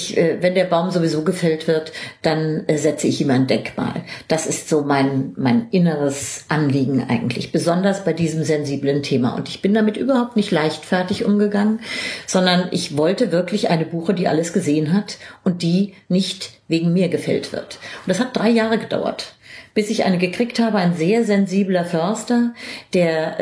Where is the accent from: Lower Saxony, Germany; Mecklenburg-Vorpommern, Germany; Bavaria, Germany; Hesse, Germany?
Hesse, Germany; Frankfurt; als Frankfurter dachte ich irgendwie, Weimar, Goethe.